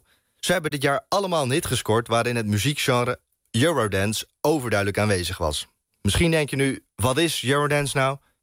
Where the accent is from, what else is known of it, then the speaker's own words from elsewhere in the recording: Netherlands; Maar inmiddels is het cultureel erfgoed en we mogen als Nederlanders ook best trots op zijn.